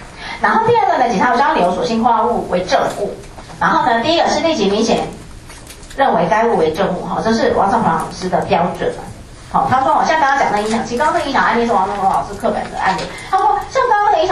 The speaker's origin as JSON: {"language": "Chinese", "country": "Taiwan", "said": "你看我们台湾人都真的"}